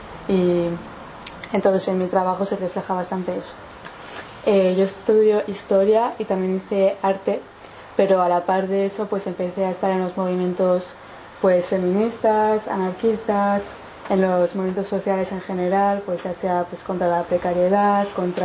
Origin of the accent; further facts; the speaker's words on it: San Sebastián, Basque Country, Spain; now in Paris, France; Yo soy de Donosti, pero llevo viviendo 5 años en París